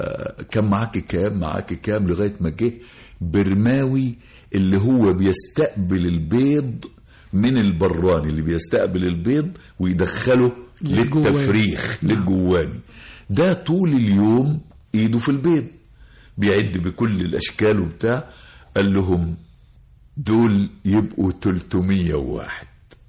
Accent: Birma, Gharbia, Egypt; يعني أنا حتى دايما بقول على قريتنا، قرية بيرما، قرية هي قائمة على عائلات كده، كأنها قرية عربية.

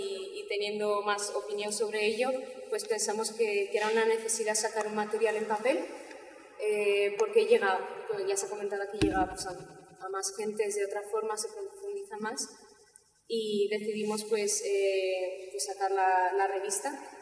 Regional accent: Zaragoza, Aragon, Spain; Bueno, pues venimos de Zaragoza

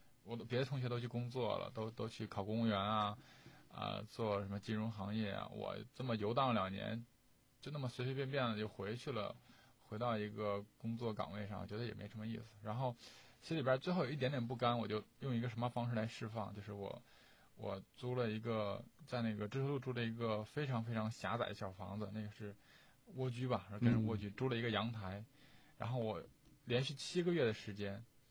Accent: Northeast China, China; born there; 我是因为我在东北出生的，不太会唱歌跳舞，很惭愧

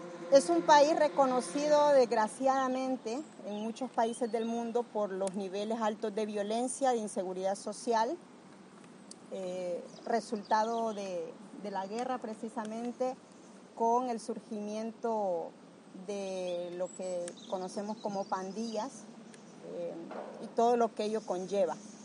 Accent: Honduras; born there; al menos Jaime y yo nacimos en Honduras, resultado de ese exilio.

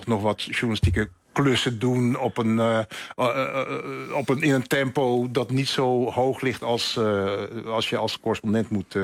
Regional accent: Netherlands; Ik ben natuurlijk gewoon in mijn hart nog gewoon een polderjongen. En Nederland is mijn vaderland en zal het ook altijd blijven.

